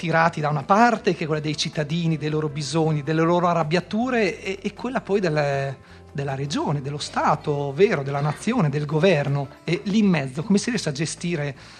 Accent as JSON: {"language": "Italian", "town": "Pieve di Cento", "region": "Emilia-Romagna", "country": "Italy", "said": "Io stesso sono di Pieve di Cento, anch'io l'ho vissuto, anch'io non ho più un centro storico"}